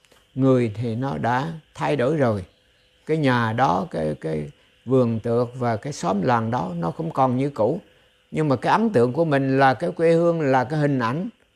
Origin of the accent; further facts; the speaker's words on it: Central Vietnam, Vietnam; ví dụ như tôi nhớ quê hương của tôi. Tôi nhớ về những cái tình, cái tỉnh miền Trung, gọi là về miền Trung, bóng dừa ngàn thôn, thuyền ngược xuôi suốt một dòng sông.